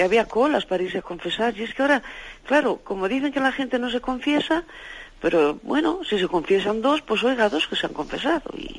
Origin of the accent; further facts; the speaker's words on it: Valladolid, Castile and León, Spain; Aquí yo soy de Valladolid